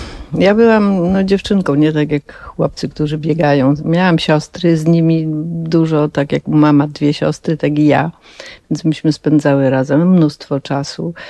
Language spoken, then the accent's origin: Polish; Wrocław, Lower Silesian Voivodeship, Poland; born there; my tu się urodziliśmy we Wrocławiu, a nasze rodziny, Lechu powie o swojej, a ja powiem o swojej. Mój ojciec pochodził spod Żywca